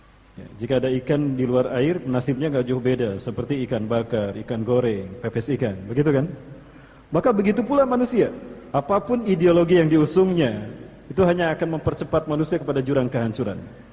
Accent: Bandung, West Java, Indonesia; born there; Saya lahir di Bandung, Al-Bandungi.

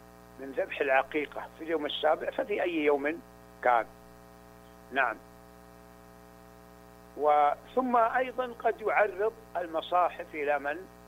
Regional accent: Saudi Arabia; أنا سعودي كما يعلم الجميع، ولا أعلم هذه العادة في السعودية

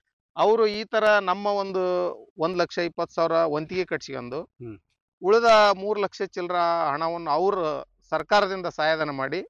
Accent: Masabanchanal, Karnataka, India; Sir, ನಾವಿವಾಗ ಕೊಪ್ಪಳ ಜಿಲ್ಲೆ ಕುಕನೂರು ತಾಲೂಕಿನ ಮಸಾಬಂಚನಾಳ್ ಅಂತಕ್ಕಂಥ ಗ್ರಾಮದಲ್ಲಿ ಇವತ್ತು.

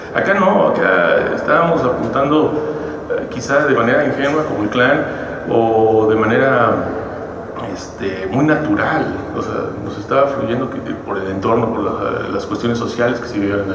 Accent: Mexico; nosotros como mexicanos estamos en esa ambigüedad

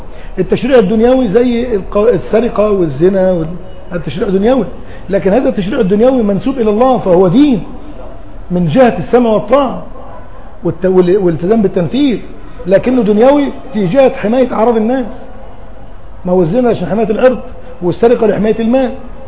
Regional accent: Egypt; ما انا قلت لك احنا كمصريين

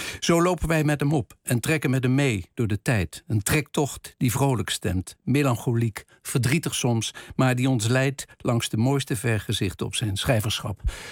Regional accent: Eindhoven, North Brabant, Netherlands; born there; daarbij denk ik altijd even aan mijn geboortestad Eindhoven.

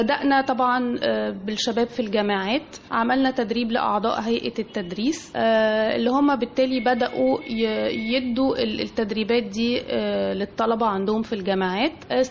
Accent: Egypt; احنا كمجتمع مصري وشرقي مش متعودين على الطلاق

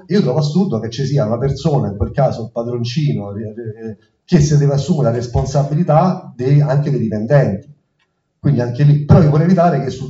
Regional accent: Rome, Lazio, Italy; io sono romano, mi sono reso conto che effettivamente il rapporto con le istituzioni ha un senso, cioè non è come nel Lazio

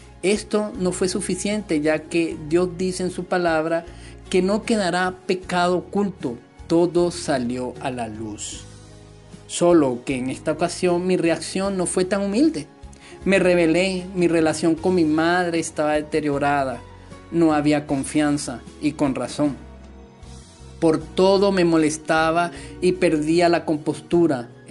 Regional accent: Dominican Republic; montaña más alta del Caribe, que según tengo entendido es en República Dominicana, que se encuentra en mi país

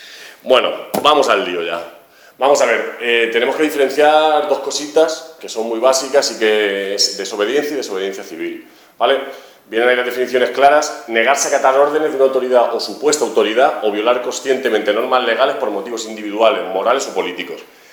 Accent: Albacete, Castilla-La Mancha, Spain; now in Madrid, Spain; bueno, soy de Albacete, pero estoy ahora viviendo en Madrid

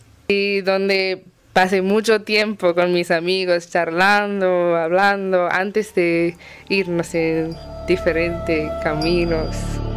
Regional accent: Singapore; first language Tamil; Spanish is a second language; soy de Singapur y estoy viajando por Sudamérica y ahora estoy en Medellín, Colombia.

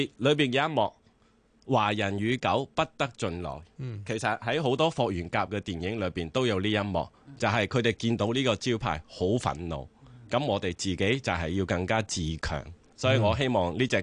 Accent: China; 我哋中国人都识闹人啦

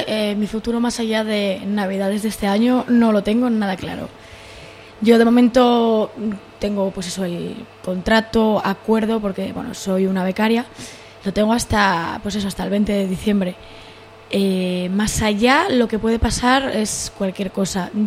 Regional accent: Gijón, Asturias, Spain; Se echa de menos a la gente, se echa de menos, pues eso, pues Gijón todo. En general. No solo los amigos, sino pues cómo son aquí las cosas, ¿no? Esta forma de ser que tenemos nosotros los asturianos

